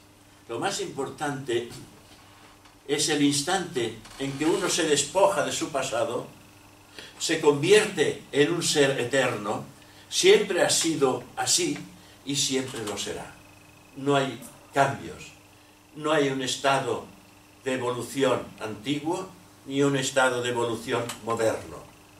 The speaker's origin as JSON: {"language": "Spanish", "town": "Barcelona", "region": "Catalonia", "country": "Spain", "tie": "born there", "said": "soy de España. Y si me aprietas un poco más, soy de Cataluña, porque he tenido la suerte, la desgracia de nacer en una región que se llama Cataluña, dentro de Barcelona, Barcelona dentro de Cataluña."}